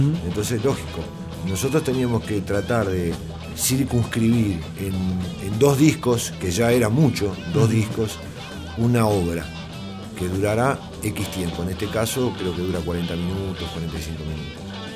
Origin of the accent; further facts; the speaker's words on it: Quilmes, Buenos Aires Province, Argentina; Nosotros somos de Buenos Aires, somos de Quilmes, de donde el tango, la milonga, el folclore, la música lírica italiana, la música española, la música francesa, estuvo involucrada en nuestra infancia